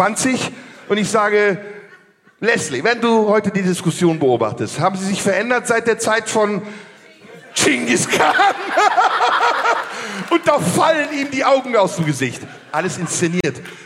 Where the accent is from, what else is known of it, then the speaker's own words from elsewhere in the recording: Turkey; Digga, ich bin Türke.